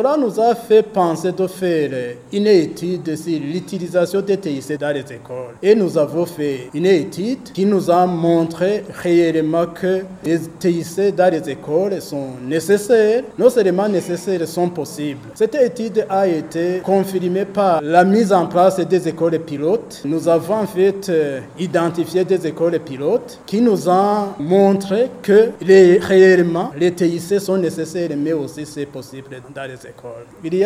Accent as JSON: {"language": "French", "country": "Burundi", "said": "pas ici chez nous au Burundi, mais ailleurs. Même ici chez nous, il y a des intempéries"}